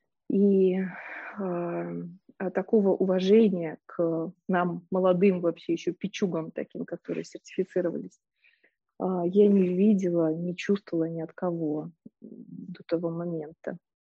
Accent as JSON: {"language": "Russian", "region": "Minsk", "country": "Belarus", "tie": "born or raised there", "said": "Я родом из Минска, и поэтому мои первые университеты — это вот университет педагогический в Минске."}